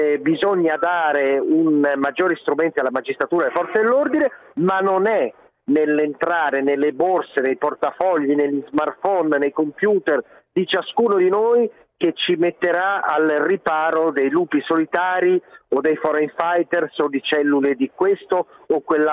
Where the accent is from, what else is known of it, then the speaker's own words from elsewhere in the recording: Genoa, Liguria, Italy; Io da genovese lo dico